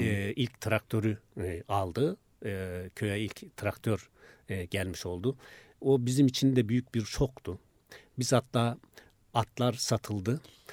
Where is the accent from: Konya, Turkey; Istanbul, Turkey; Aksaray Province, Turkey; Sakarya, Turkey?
Konya, Turkey; Bizim köy tam Konya-Isparta sınırındadır aslında.